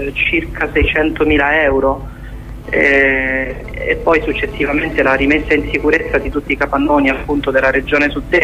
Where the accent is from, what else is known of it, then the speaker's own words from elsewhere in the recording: Abruzzo, Italy; Io per esempio sono abruzzese, all'Aquila lo sapete tutti cosa è successo.